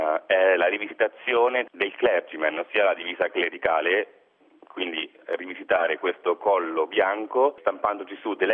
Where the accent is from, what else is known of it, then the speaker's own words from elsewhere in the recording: Recanati, Marche, Italy; Mi sono trasferito per 2 anni a Milano perché io vivo comunque come Micole, vengo da Recanati, quindi mi sono trasferito a Milano